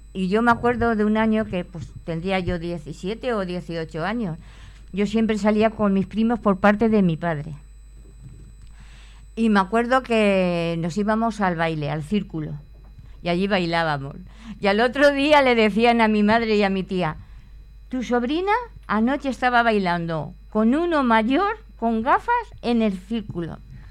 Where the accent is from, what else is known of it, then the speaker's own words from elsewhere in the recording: Úbeda, Andalusia, Spain; que en mi pueblo, en Úbeda, se le llaman de gitana.